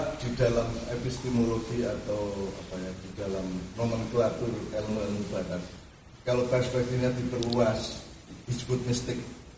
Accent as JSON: {"language": "Indonesian", "region": "Java", "country": "Indonesia", "said": "Padahal kita orang Jawa, orang Indonesia sudah menemukan"}